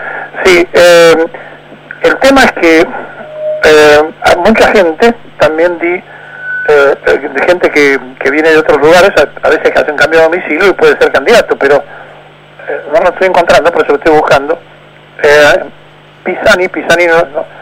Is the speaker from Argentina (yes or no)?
yes; Argentina; el problema éramos nosotros, los argentinos